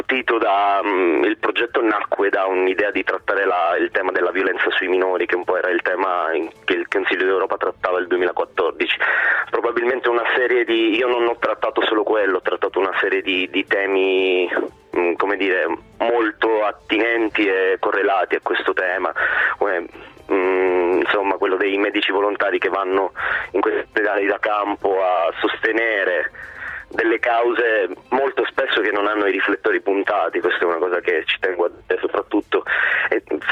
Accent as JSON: {"language": "Italian", "town": "Crotone", "region": "Calabria", "country": "Italy", "tie": "born there", "said": "io sono di origine, sono nato a Crotone, sono calabrese"}